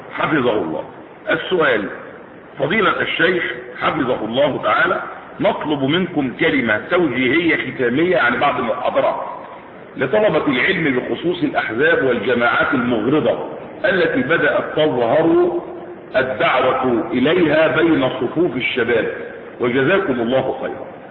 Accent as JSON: {"language": "Arabic", "country": "Egypt", "said": "احنا مصريين بس بنقول كلمه ايه الحق باذن الله تبارك وتعالى"}